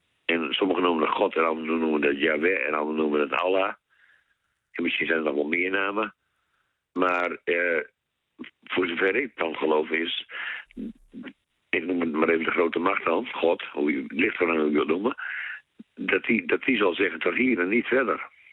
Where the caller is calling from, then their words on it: Groningen, Netherlands; Ik kom uit Oost-Groningen. Nou, een heel mooi stukje schoon Nederland.